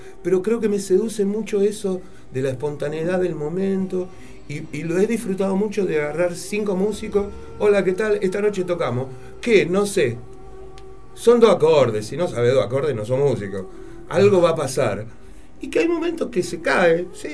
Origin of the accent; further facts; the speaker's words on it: Argentina; Nosotros somos, los argentinos somos como una mezcla muy rara